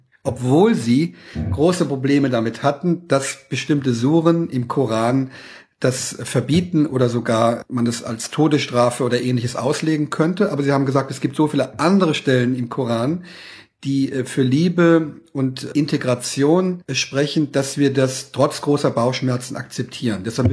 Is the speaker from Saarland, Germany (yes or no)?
yes; Saarland, Germany; Und ich stamme aus dem Saarland, bin mit Leib und Seele Saarländer